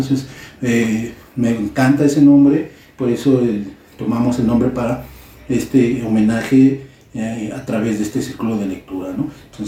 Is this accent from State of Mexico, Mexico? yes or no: yes; Ecatepec, State of Mexico, Mexico; A nosotros los de Ecatepec, claro.